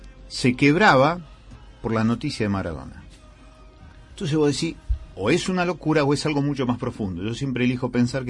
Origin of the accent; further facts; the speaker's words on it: Argentina; Soy argentino, y de Central, y de familia peronista.